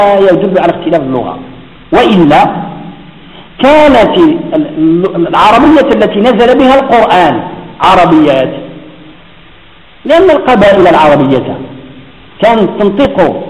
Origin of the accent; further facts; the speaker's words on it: Morocco; والنساء عندنا في المغرب يفهموا المصرية أكثر من المصرية